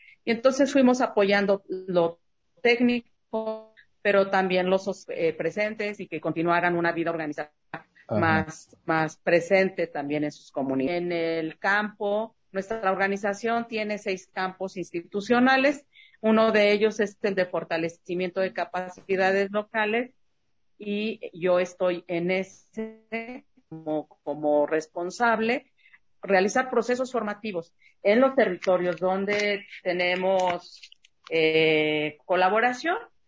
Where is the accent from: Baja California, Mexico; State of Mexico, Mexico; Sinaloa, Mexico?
State of Mexico, Mexico; Ciudad Nezahualcóyotl; born there; Yo nací en Ciudad Nezahualcóyotl y ahí se hizo una unión de colonos.